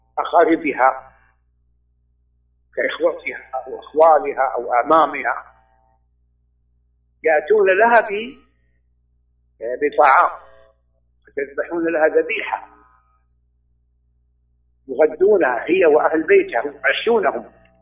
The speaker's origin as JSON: {"language": "Arabic", "country": "Saudi Arabia", "said": "أولا أنا لا، أنا سعودي كما يعلم الجميع، ولا أعلم هذه العادة في السعودية"}